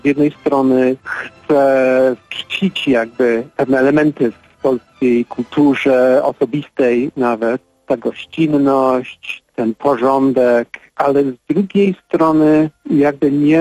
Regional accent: England, United Kingdom; Polish is a second language; now in United States; Wielu gatunków nie ma tutaj w Stanach Zjednoczonych, ale istnieją w Anglii, skąd pochodzę.

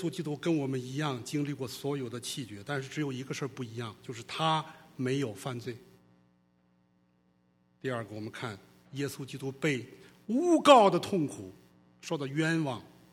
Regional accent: China; 用我们中国人的话讲

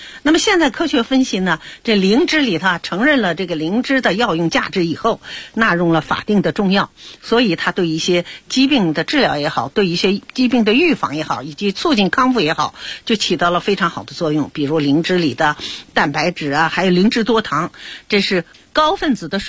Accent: Beijing, China; 这也是啊我们北京人啊一般都口味比较重

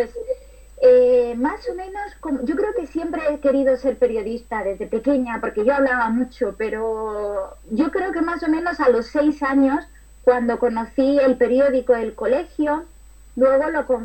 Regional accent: Andújar, Andalusia, Spain; cuando tenía 15 años, sí que pude empezar a trabajar en la radio de Andújar, de mi pueblo

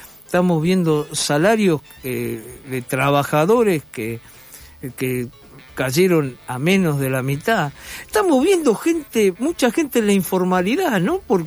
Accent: Argentina; Yo, como argentino de 71 años, yo hasta ahora algo peor que esto no conocí.

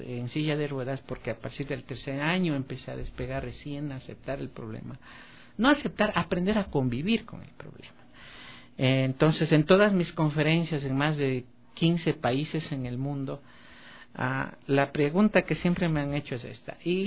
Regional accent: Baños de Agua Santa, Tungurahua, Ecuador; Como yo vivía en Baños de Agua Santa, mi ciudad natal, entonces allí hacer deportes de aventura era una odisea.

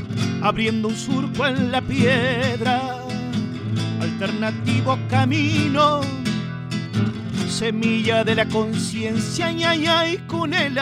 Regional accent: Córdoba, Argentina; Entonces yo como cordobés y amador de esta Córdoba, porque la amo profundamente

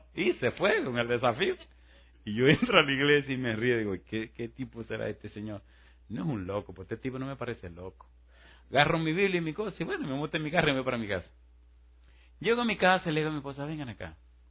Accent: Puerto Plata, Dominican Republic; Una vez, en una ciudad que se llama Puerto Plata, en mi país, estaba dando una campaña

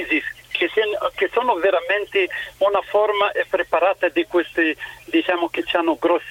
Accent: Tunisia; Italian is a second language; Sono tunisino, ho passato anch'io la primavera.

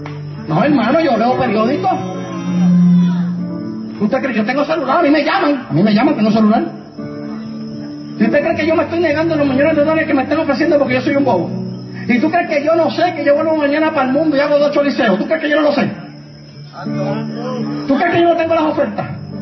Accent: Puerto Rico; Mira, hermano, cuando yo voy hasta a predicar a otros lados, y le digo, yo soy de Puerto Rico.

